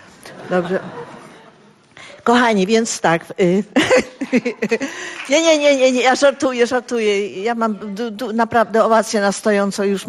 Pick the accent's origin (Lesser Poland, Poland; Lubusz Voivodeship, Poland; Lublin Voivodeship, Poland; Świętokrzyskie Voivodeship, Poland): Lubusz Voivodeship, Poland; Zielona Góra; moved away as an adult; now in Warsaw, Poland; Ja tutaj przyjechałam z Zielonej Góry jako 19-letnia dziewczyna